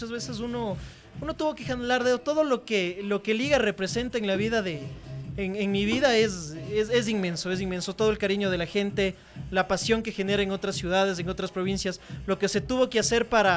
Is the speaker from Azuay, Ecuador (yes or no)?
no; Guaranda, Bolívar, Ecuador; also born or lived in Ambato; cuando yo viví en Guaranda. Yo soy de Ambato, nací en la ciudad de Ambato, pero toda mi vida viví en Guaranda.